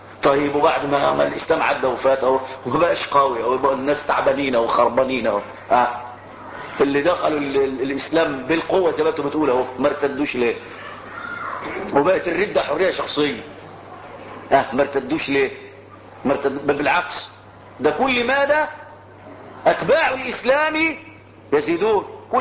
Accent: Egypt; انا مصري فلي مصر وليه ارض

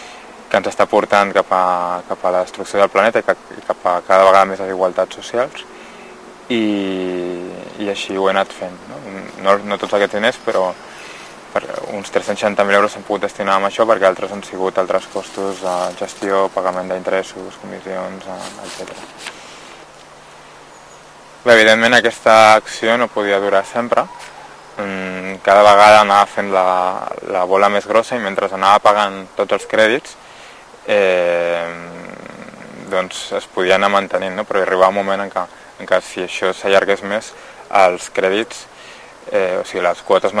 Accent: Vilanova i la Geltrú, Catalonia, Spain; born there; now in Barcelona, Spain; vaig néixer a Vilanova i la Geltrú, ara fa 32 anys. I bueno, fa dos o tres anys aquí a Barcelona, que és on he viscut els darrers 10 anys

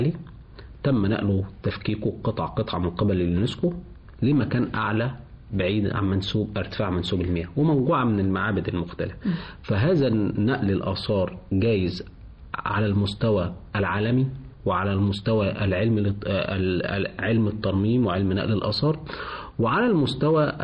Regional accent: Egypt; وإحنا عندنا كمصريين عندنا خبرة في الموضوع ده كويسة جدا جدا يعني

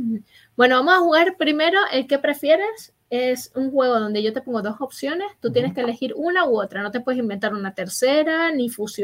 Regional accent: Spain; Como buen español, yo necesito un bar en mi puta vida.

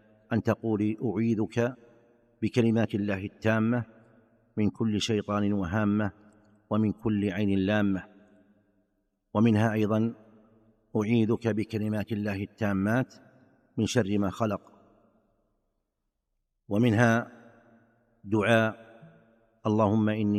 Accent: Saudi Arabia; فمثلا عندنا في المملكة العربية السعودية الوقت ما بين المغرب والعشاء

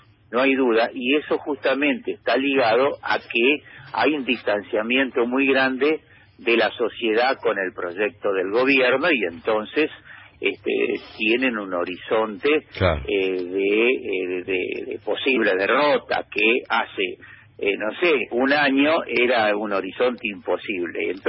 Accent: Buenos Aires, Argentina; ya que yo soy porteño

